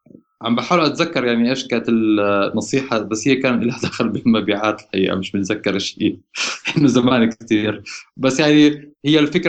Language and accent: Arabic; Jordan; يعني أنا بعرف الشباب ما شاء الله عندنا بالأردن مخهم نظيف